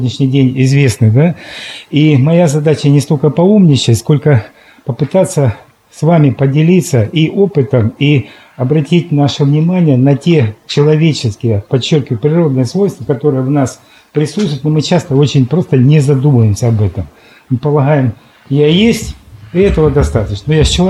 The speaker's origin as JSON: {"language": "Russian", "town": "Luhansk", "region": "Luhansk Oblast", "country": "Ukraine", "said": "Я сам с Луганска"}